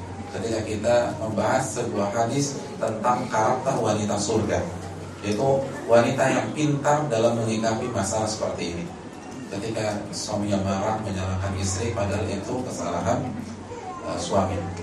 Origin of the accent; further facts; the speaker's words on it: Jabodetabek, Indonesia; karena saya kan dari Jabotabek